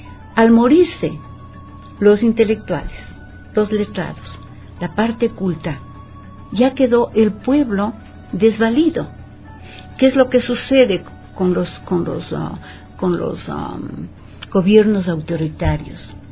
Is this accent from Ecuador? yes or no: yes; Quito, Pichincha, Ecuador; Si nosotros sacamos números representativos de los habitantes que somos de Quito